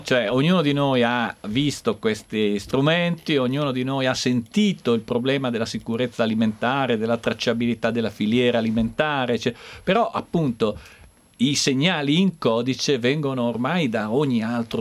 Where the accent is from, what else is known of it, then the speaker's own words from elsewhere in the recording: Marche, Italy; Io voglio sapere, siccome sono marchigiano, da quale allevamento viene.